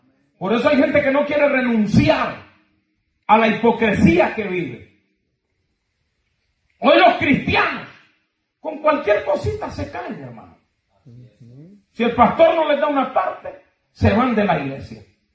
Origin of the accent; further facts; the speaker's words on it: Honduras; estando yo en mi país, que es Honduras, hermano, lo voy a mencionar, porque soy de allá